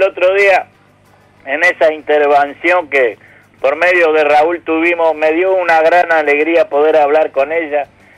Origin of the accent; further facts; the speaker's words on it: Soca, Canelones, Uruguay; moved away; yo nunca pensé haber salido de Soca, haber dejado mi pueblo